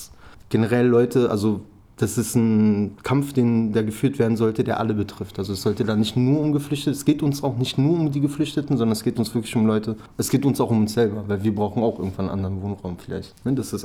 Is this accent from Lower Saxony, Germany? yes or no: no; Berlin, Germany; Ich komme selber aus dem Wrangelkiez.